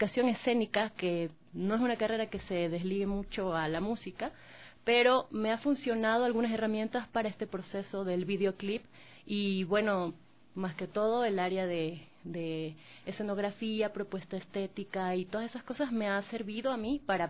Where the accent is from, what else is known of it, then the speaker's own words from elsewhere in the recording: Manabí, Ecuador; A partir de los 4 años empecé a cantar, ya en presentaciones oficiales en Manabí, yo soy de Manabí.